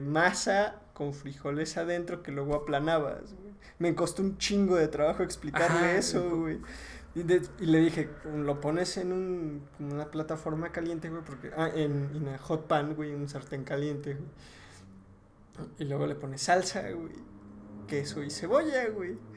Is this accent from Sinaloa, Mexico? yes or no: no; Puebla, Mexico; pues mira, yo soy de Puebla, güey.